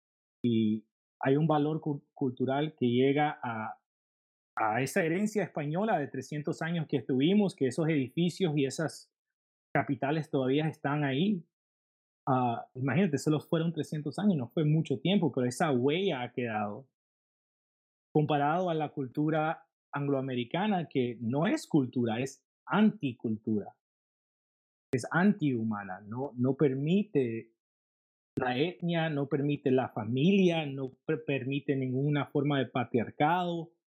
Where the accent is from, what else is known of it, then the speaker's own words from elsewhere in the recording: Los Angeles, California, United States; Yo me crié en Los Ángeles, de nuevo, en un área muy diversa de Los Ángeles